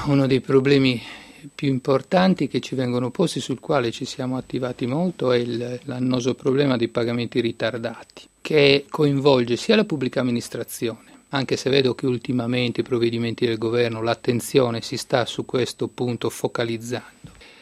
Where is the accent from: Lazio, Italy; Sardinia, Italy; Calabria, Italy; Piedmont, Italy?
Sardinia, Italy; La Maddalena; Sì, il mare ha un fascino particolare per noi sardi, poi io sono sardo della Maddalena